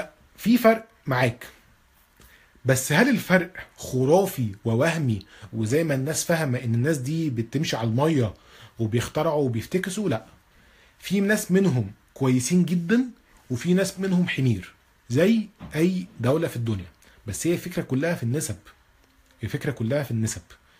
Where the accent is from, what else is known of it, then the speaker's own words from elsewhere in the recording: Egypt; حتى احنا عندنا في مصر ثقافة ان يبقى عندك صحاب من الشغل